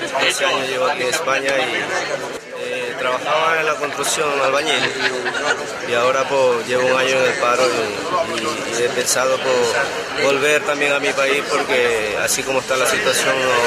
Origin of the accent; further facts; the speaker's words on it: Manabí, Ecuador; now in Spain; Yo soy de Manabí.